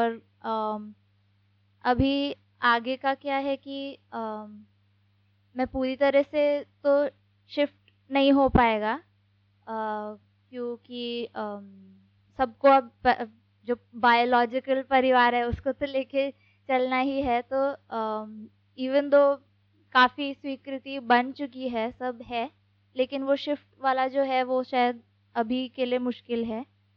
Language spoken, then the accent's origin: Hindi; Delhi, India; और मैं दिल्ली से हूँ।